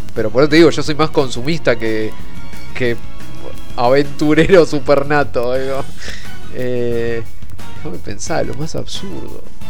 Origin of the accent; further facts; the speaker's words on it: Argentina; como argentino rata